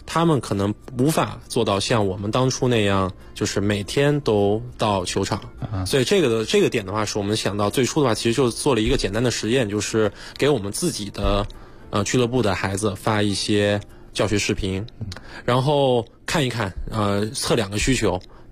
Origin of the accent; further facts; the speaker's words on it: Kunming, Yunnan, China; 我老家是云南昆明的，